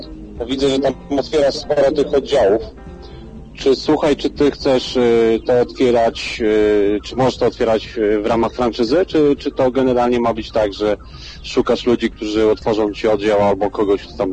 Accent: Legionowo, Masovian Voivodeship, Poland; bo jestem z Legionowa, słuchaj.

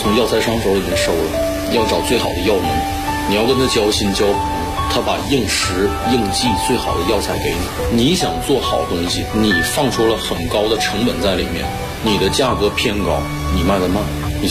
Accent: Liaoning, China; 80后，我是辽宁人。

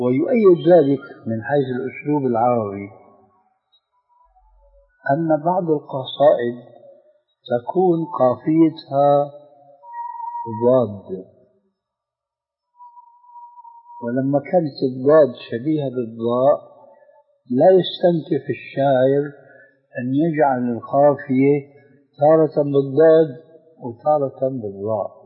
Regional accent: Syria; فمثلا الفاتحة التي تقرأ في كل ركعة من الصلوات الخمس عندنا في سوريا وغيرها يقولون ولا الضالين

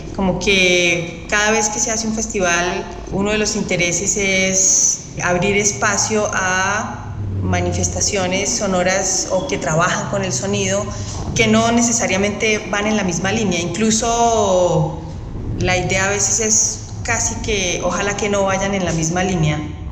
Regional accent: Colombia; soy artista sonora, soy compositora colombiana.

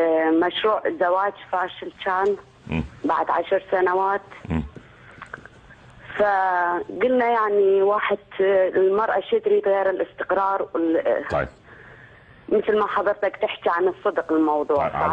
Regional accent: Kurdistan Region, Iraq; first language Kurdish; Arabic is a second language; now in Netherlands; لأن أنا أصلي كردية من شمال العراق.

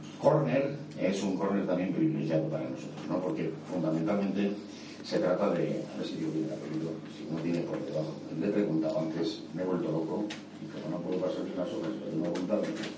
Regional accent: Bilbao, Basque Country, Spain; me he recuperado solo porque soy de Santucho Bilbao

